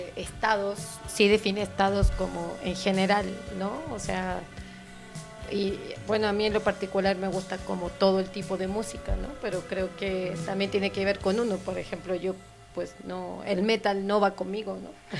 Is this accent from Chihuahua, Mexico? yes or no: no; Mexico City, Mexico; Vengo de la Ciudad de México y hasta el momento Chiapas ha sido increíble.